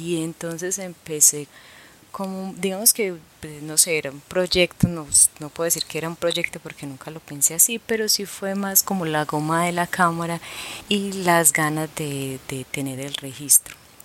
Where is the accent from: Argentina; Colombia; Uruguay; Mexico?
Colombia; Medellín, Antioquia; Uno eran los sicarios en los barrios pobres, yo soy de Castilla.